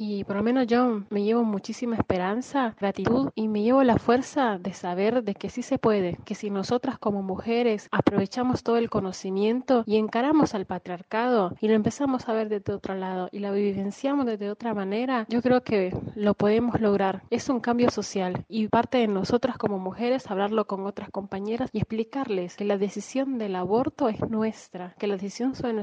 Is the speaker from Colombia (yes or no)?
no; Honduras; moved away as an adult; now in Argentina; de Honduras. Vivo en Argentina desde el 2013.